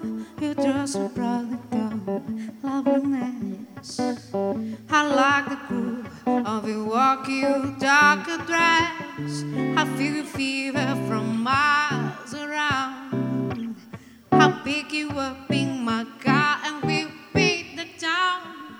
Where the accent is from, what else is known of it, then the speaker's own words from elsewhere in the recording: Brazil; Spanish is a second language; Soy de Brasil, muy feliz de estar acá en este ciclo